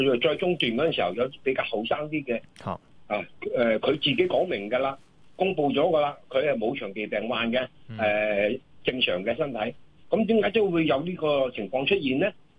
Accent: Hong Kong; 我係一個上年紀嘅人嚟嘅，咁我就香港土生土長嘅。

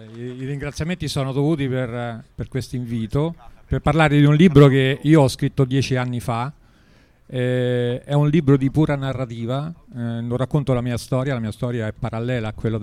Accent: Narni, Umbria, Italy; io sono di Narni, a 10 km da Terni

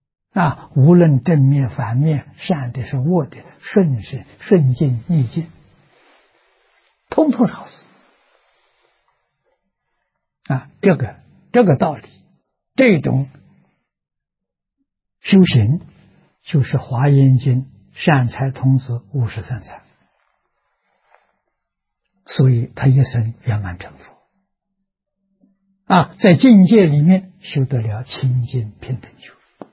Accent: China; 就是我们中国人讲的玉皇大帝，它代表欲界天

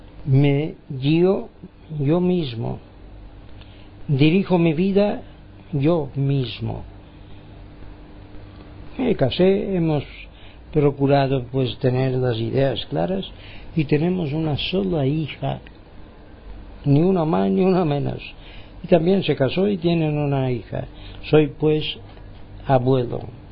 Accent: Palma de Mallorca, Balearic Islands, Spain; Un saludo de mi parte desde Palma de Mallorca y las Baleares. España, quieren que seamos españoles, bueno, pues somos españoles. Bueno, yo no me siento tan español como dicen ellos, me siento más universal

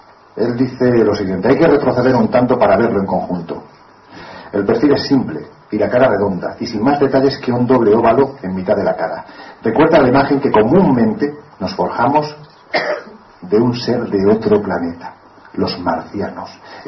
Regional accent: Jaén, Andalusia, Spain; en un yacimiento de mi tierra, de Jaén

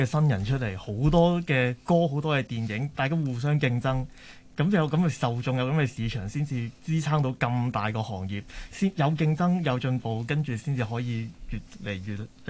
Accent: Hong Kong; 我哋香港

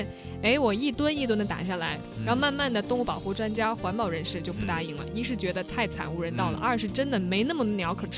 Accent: Jiangxi, China; born there; 其实我是生在那个地方，就是罗霄山脉，我们那儿离湖南非常近。

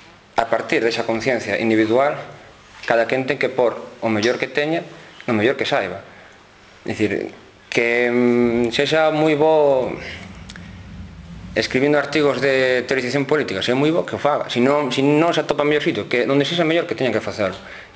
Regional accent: Galicia, Spain; ter conciencia que somos galegos e que sendo galegos non somos menos.

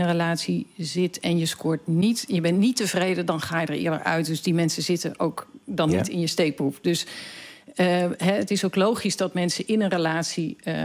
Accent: Netherlands; En dat doen we best veel als Nederlanders.

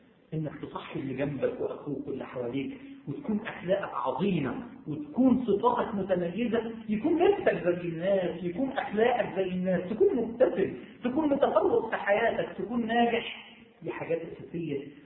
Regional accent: Egypt; ده مش عشان انا مصري ده مش ده يعني يا جماعه دي مش قوميه بلدنا

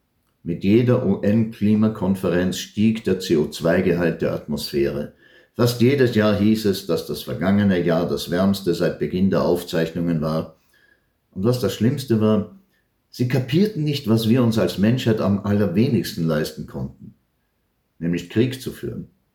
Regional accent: Palestine; now in Germany; Eigentlich wollte ich die alte Heimat sehen, aber krieg mal ein Visum für Israel als Palästinenser. Und wenn du 3-mal deutscher Staatsbürger bist.

